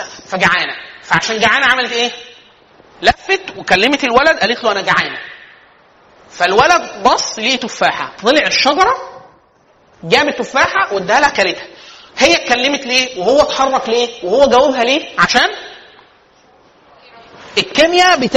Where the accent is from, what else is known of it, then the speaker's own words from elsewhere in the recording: Egypt; في القفشات في القلش عندنا في مصر